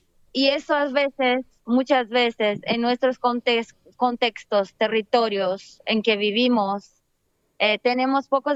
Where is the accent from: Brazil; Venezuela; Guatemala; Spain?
Brazil; porque yo soy de Brasil, así que es otra forma también en Brasil de hacer las cosas.